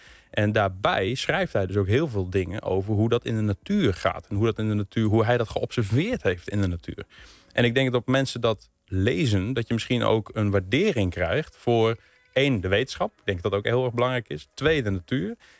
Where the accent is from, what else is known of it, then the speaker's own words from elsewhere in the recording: Gelderland, Netherlands; Nou, ik kom zelf van de Veluwe. Dus niet uit Drenthe in die zin, maar ik ben echt wat dat betreft landelijk opgegroeid.